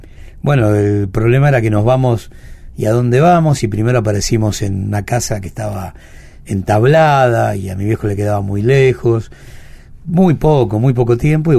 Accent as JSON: {"language": "Spanish", "region": "Buenos Aires", "country": "Argentina", "tie": "born there", "said": "Nací en Boedo y después la vida nos fue llevando a..."}